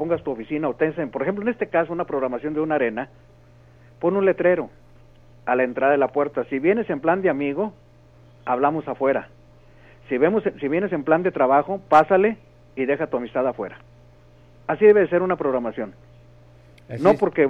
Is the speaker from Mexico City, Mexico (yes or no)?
no; Monterrey, Nuevo León, Mexico; moved away as an adult; pues me vine muy joven de Monterrey, ¿no?